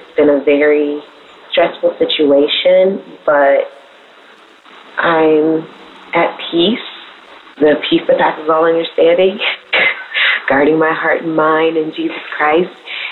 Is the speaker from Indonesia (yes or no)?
yes; Indonesia; usually from Indonesia. However, today I'm calling you from Malaysia.